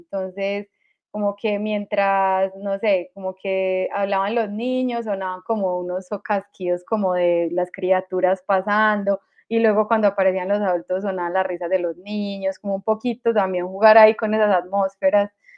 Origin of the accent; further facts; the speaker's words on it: Antioquia, Colombia; accent: Medellín; Creo que este acento ahora es como el acento colombiano